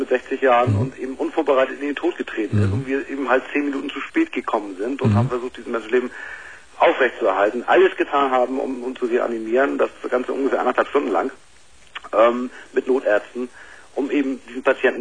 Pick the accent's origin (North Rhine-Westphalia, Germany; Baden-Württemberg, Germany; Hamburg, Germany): Hamburg, Germany; Ich bin aus Hamburg.